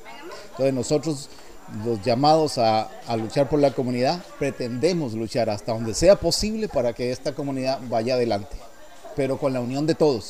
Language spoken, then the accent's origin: Spanish; Guápiles, Limón, Costa Rica; born there; nací en Guaples